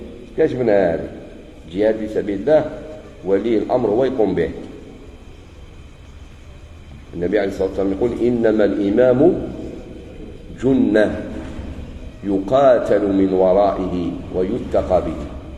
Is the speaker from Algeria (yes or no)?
yes; Algeria; من الأشياء الجميلة في بلادنا الجزائر عندنا التجنيد الإجباري